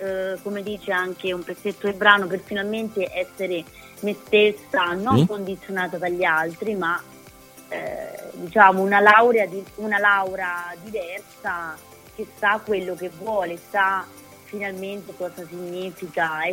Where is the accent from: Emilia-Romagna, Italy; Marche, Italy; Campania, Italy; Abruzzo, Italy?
Marche, Italy; Pollenza; poi ci siamo spostati verso le mie parti, abbiamo fatto delle scene a casa mia, altre scene nei vicoletti di Pollenza